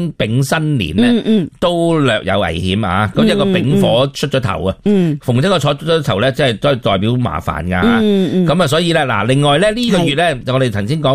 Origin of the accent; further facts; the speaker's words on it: Hong Kong; 系代表我哋香港人好容易都会俾水虾噶噃